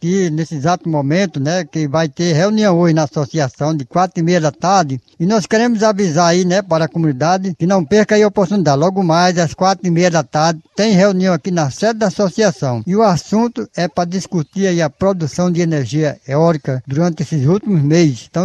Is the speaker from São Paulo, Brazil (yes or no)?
no; Baraúna, Rio Grande do Norte, Brazil; born there; now in Serra do Mel, Brazil; eu vim de Baraúna, nasci em Baraúna e eu estou aqui na Serra do Mel. Já faz 30 anos que estou aqui na Serra do Mel.